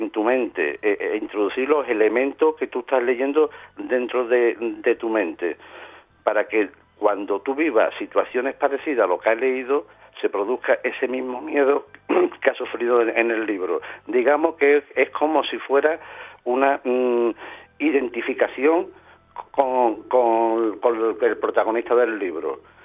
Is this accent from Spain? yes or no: yes; Seville, Andalusia, Spain; born there; now in San Fernando, Spain; Yo llevo ya casi 40 años en San Fernando, en Cádiz. O sea, nací en Sevilla, pero digamos que mi corazón está dividido entre Cádiz y Sevilla.